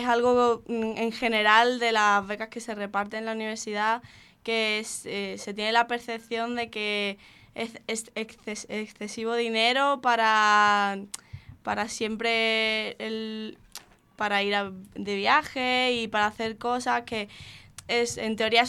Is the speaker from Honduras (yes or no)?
no; Málaga, Andalusia, Spain; now in Poland; soy de aquí de Málaga, por aquí por la Trinidad.